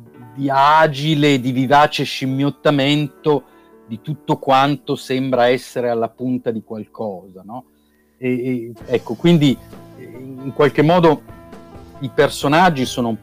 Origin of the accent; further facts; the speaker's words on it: Milan, Lombardy, Italy; Sono milanese doc.